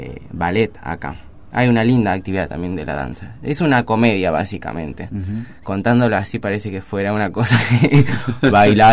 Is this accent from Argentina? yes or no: yes; Catamarca, Argentina; also born or lived in Buenos Aires; now in Mar del Plata, Argentina; Yo no soy de Cámara del Plata, soy de Catamarca. Y estudié en Buenos Aires teatro, comedia musical, ballet y eso, y me vine acá a vivir.